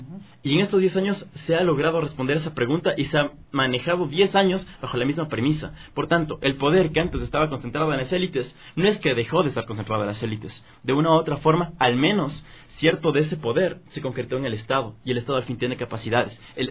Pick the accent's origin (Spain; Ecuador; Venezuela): Ecuador; que es lo que somos como ecuatorianos